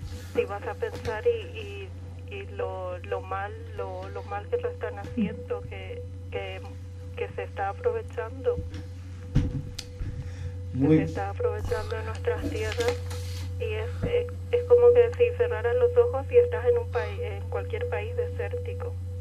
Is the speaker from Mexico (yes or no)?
no; Paraguay; obviamente yo como paraguaya, primeramente voy a decir que Paraguay es un país maravilloso.